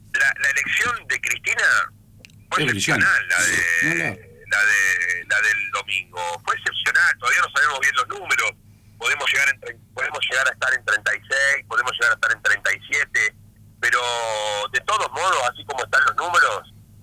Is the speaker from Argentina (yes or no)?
yes; Río Negro, Argentina; born there; la elección de Río Negro fue, mi provincia natal, excepcional